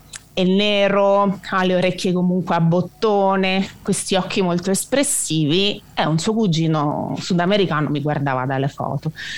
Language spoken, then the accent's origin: Italian; Abruzzo, Italy; essendo abruzzese